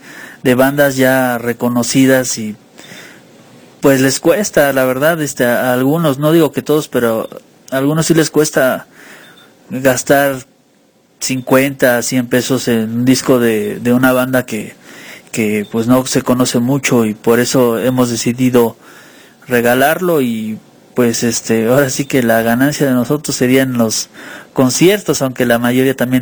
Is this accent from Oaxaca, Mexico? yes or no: no; Puebla, Mexico; somos de originarios de Puebla